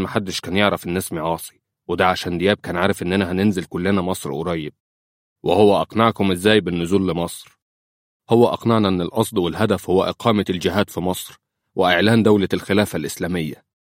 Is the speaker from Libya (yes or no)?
yes; Libya; ويمكن عندنا مشاكل لكن عندنا في ليبيا من يصدها ويقاوم الظلم